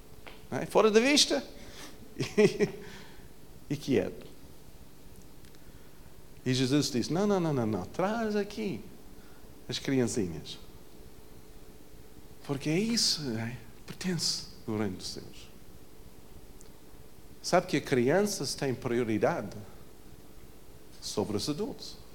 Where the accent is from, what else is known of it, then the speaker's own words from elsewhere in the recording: Portugal; Muitas expectativas sobre nós, só porque somos portugueses. Porque nós vivemos aqui.